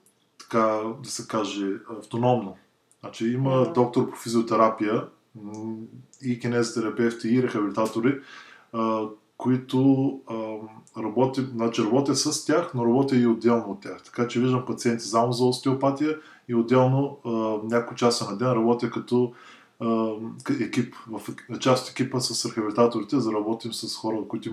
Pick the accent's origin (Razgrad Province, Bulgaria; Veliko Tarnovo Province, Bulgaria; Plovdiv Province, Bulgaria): Razgrad Province, Bulgaria; Razgrad; И отскоро, може би година и половина, живея в България, в родния ми град Разград.